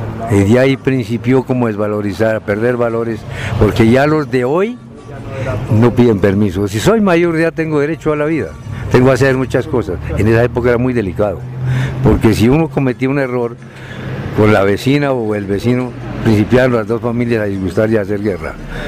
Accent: Cundinamarca, Colombia; antes de estar campos deportivos como fue mi pueblo, que ahora hace unas 5 o 8 casitas. Hace el año 70 se iniciaron las redes eléctricas para las veredas. Antes no teníamos.

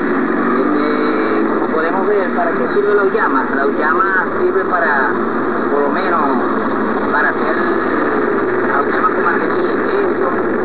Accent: Maracaibo, Zulia, Venezuela; por lo menos yo soy de Maracaibo, de San Francisco, del Estado Zulia, que venimos del Estado Zulia a apoyar al camarada

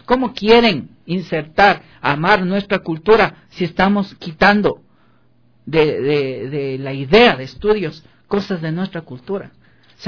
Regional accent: Ecuador; qué es lo que nosotros debemos hacer como ecuatorianos?

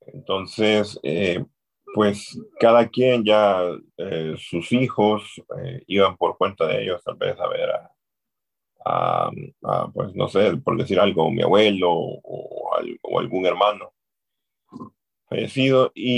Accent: Tegucigalpa, Francisco Morazán, Honduras; pues sí, yo soy de Honduras, de Tegucigalpa, de la capital de Francisco Morazán, Tegucigalpa.

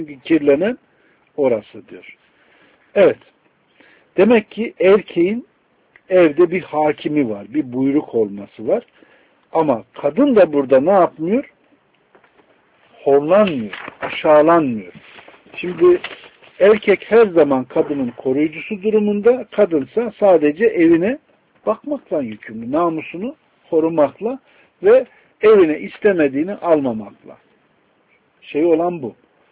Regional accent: Konya, Turkey; Mesela ben Konyalıyım. Konya tarafına gidin.

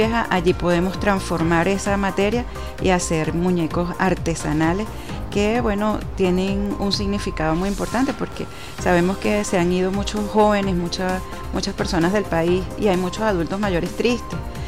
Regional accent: Venezuela; Pero todos somos venezolanos.

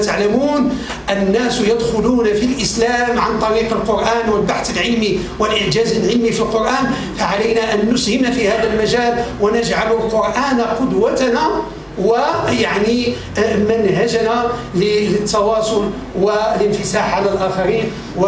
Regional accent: Morocco; ويجعل بلدنا المغرب وأوكرين يعني نافذة للانفتاح العظيم

